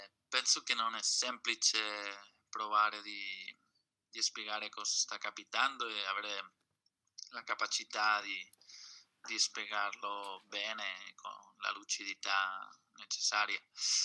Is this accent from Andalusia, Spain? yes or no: no; Barcelona, Catalonia, Spain; Italian is a second language; sono di Barcellona, sociologo, attivista sociale anche della CUP.